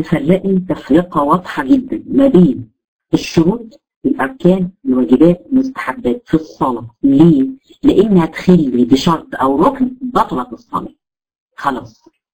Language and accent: Arabic; Egypt; او اللي عندنا في مصر الصعايده